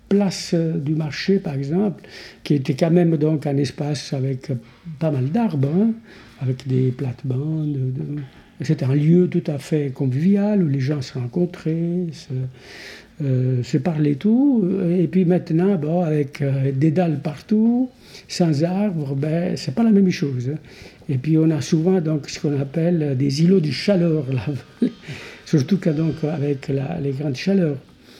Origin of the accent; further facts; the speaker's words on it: Italy; Et en tant qu'Italien, je n'arrive pas à le concevoir.